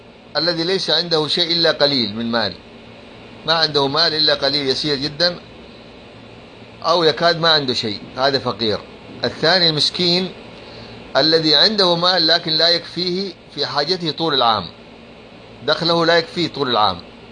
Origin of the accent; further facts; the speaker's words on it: Libya; لأن عندنا في ليبيا من الصعب أن تجد أحد جائع